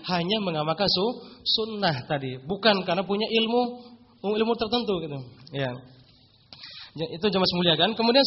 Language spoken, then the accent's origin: Indonesian; Bima, West Nusa Tenggara, Indonesia; Kalau di daerah saya aslinya Nusa Tenggara Barat dari Bima gitu.